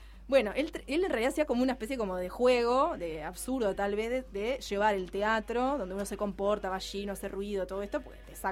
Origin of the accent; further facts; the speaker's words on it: Montevideo, Uruguay; soy de La Teja, hincha de Progreso.